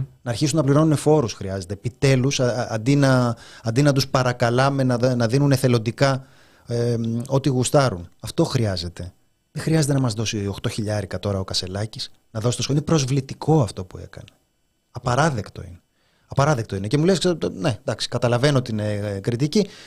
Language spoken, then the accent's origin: Greek; Greece; born there; Είναι σαν την πατρίδα. Γεννήθηκα στην Ελλάδα, γεννήθηκα ηχθής.